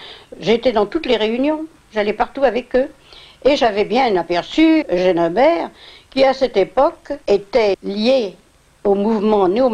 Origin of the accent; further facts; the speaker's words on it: Tours, Centre-Val de Loire, France; also born or lived in Romans; Romans, mon pays, ma ville natale, et pour Tours, nous sommes allés en Touraine, donc, et j'étais du voyage.